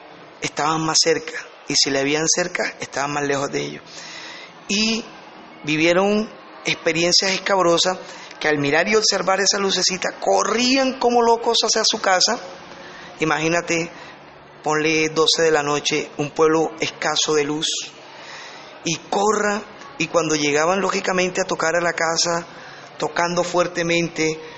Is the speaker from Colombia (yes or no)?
yes; Colombia; nuestro país, Colombia, son ricas en mitos y leyendas